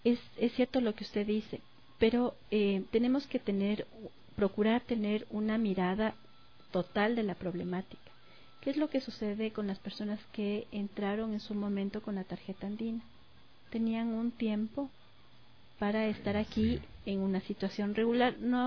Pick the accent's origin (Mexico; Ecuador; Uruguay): Ecuador; Yo como ciudadana, yo como ecuatoriana, cuando he tenido que salir del país